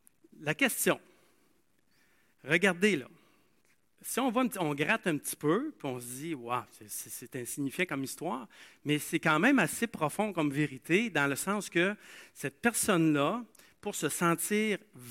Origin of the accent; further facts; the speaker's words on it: Asbestos, Quebec, Canada; là où j'ai grandi, il y avait la mine, j'ai grandi à Asbestos, il y avait une mine d'amiante.